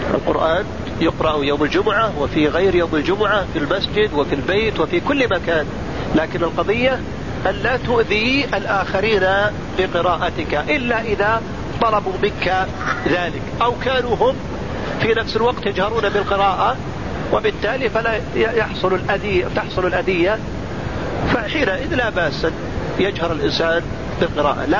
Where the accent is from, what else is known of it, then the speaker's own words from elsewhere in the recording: Saudi Arabia; وعندنا في السعودية هنا بالآلاف المؤلفة